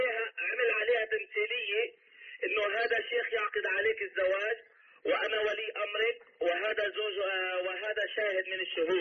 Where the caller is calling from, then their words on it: Portland, Oregon, United States; نحن السؤال من هون، من أنا من أمريكا بتكلم